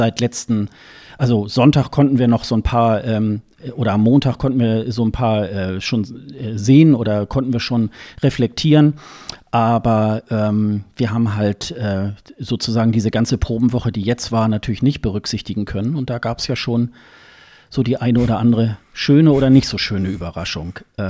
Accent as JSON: {"language": "German", "town": "Hildesheim", "region": "Lower Saxony", "country": "Germany", "tie": "born there", "lives_now": "Hamburg, Germany", "said": "das ist ja meine Geburtsstadt, Hildesheim"}